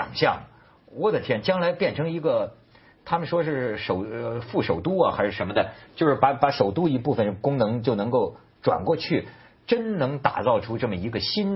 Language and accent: Chinese; Hebei, China; 其实你看，我是河北人哈